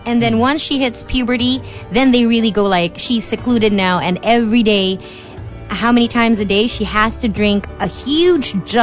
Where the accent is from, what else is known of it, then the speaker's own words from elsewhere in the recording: Philippines; I'm Filipina through and through.